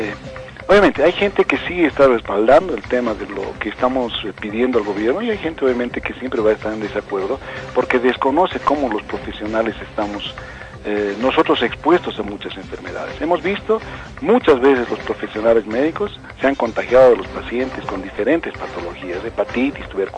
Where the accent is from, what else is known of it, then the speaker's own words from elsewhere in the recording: Bolivia; tener todos los beneficios como bolivianos que somos, porque tampoco somos de otra tierra nosotros